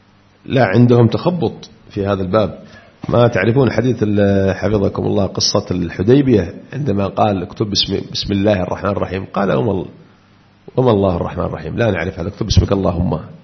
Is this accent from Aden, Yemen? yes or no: yes; Aden, Yemen; حتى قرأت لصحفي عندنا في عدن يقول